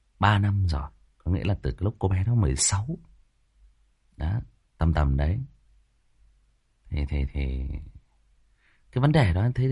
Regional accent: Hưng Yên, Vietnam; chỗ bạn ấy thì ở Hưng Yên, ở quê tôi đó các bạn.

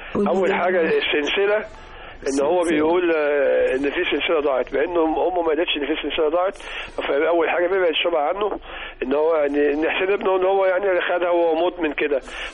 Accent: Sharabiya, Cairo Governorate, Egypt; انا من الشرابيه

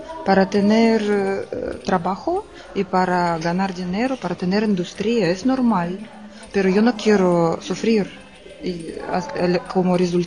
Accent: Russia; Spanish is a second language; moved away as an adult; now in Spain; pero yo no soy de aquí, yo soy rusa y aquí estoy casada con un hombre de aquí y vivo ya 3 años.

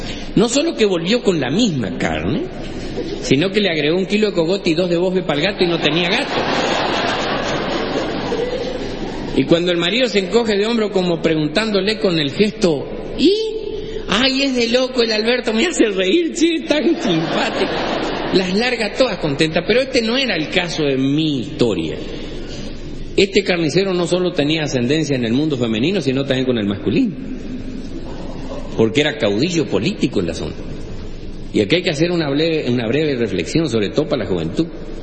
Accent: Chaco, Argentina; Yo no sé si alguna vez les dije que soy del Chaco. Sí, ¿no? Más o menos.

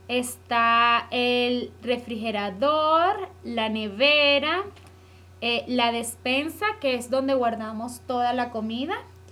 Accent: Caracas, Capital District, Venezuela; moved away as an adult; now in United States; Soy de Caracas, Venezuela.

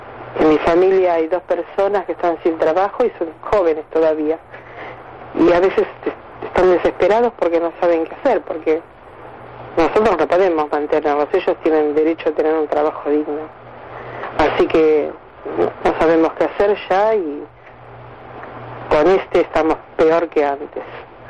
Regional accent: Avellaneda, Buenos Aires Province, Argentina; soy de Villa Castellino, Avellaneda

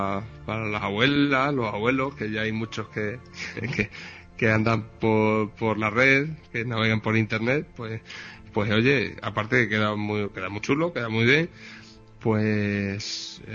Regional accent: Extremadura, Spain; Extremadura, España.

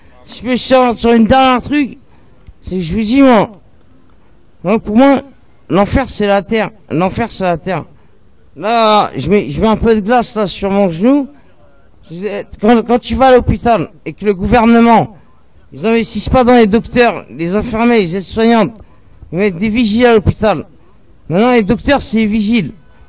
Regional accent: Sevran, Île-de-France, France; moi, j'ai grandi à Sevran-Beaudot

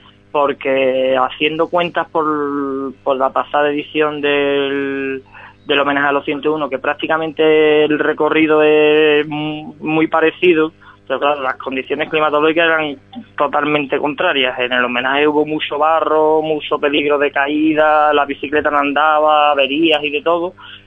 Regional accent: Ronda, Andalusia, Spain; mi pueblo natal es Ronda, es decir, el terreno más o menos lo conozco.

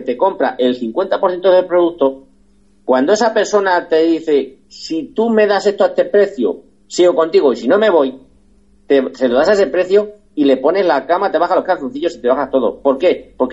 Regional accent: Valdepeñas, Castilla-La Mancha, Spain; aquí en mi pueblo, en Valdepeñas, un pueblo que en aquel momento tenía 25.000 habitantes

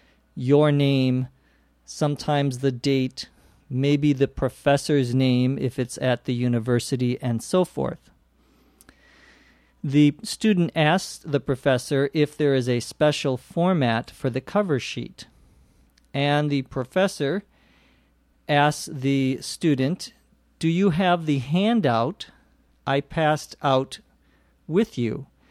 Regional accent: Los Angeles, California, United States; from Los Angeles, California.

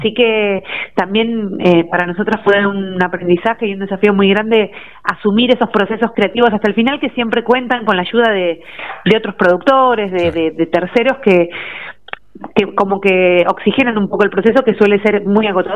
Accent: Tandil, Buenos Aires Province, Argentina; also born or lived in La Plata; Yo soy de Tandil y durante muchos años viví en la ciudad de La Plata, hasta justo antes de la pandemia. Ajá. Y bueno, mientras viajo mucho con mi proyecto musical, que ahora sí es el tercer año que hago base en Tandil.

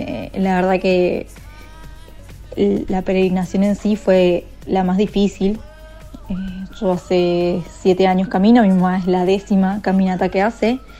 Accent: Wilde, Buenos Aires Province, Argentina; Soy acá de Wilde.

